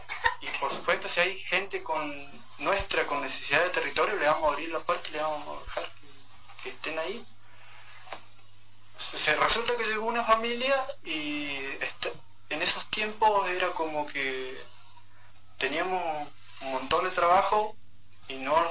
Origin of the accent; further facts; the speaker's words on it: Lago Trauquen, Chubut, Argentina; also born or lived in Esquel; Yo soy nacido y criado ahí. Mi familia ahí.